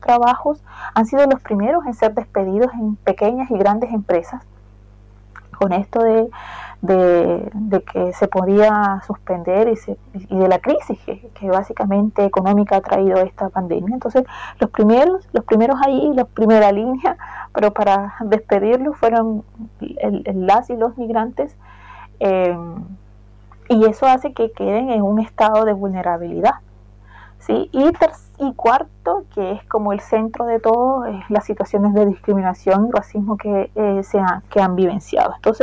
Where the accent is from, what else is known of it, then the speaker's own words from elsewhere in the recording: Colombia; porque yo soy colombiano.